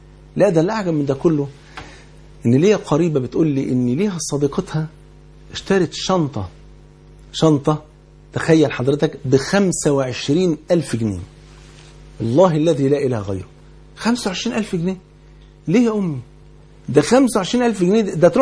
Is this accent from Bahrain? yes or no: no; Egypt; وانت عارف يعني الفول عندنا في مصر كان فرض عين يعني